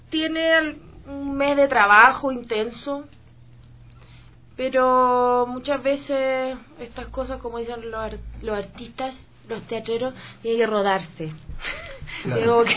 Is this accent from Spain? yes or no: no; Valparaíso, Chile; nosotros... somos de Valparaíso y en Valparaíso hay gente muy loca, muy extraña